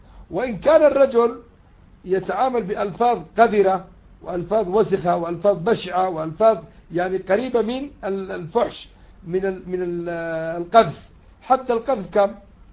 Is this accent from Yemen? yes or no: yes; Yemen; ولذلك الذي قتل الأمريكيين عندنا في اليمن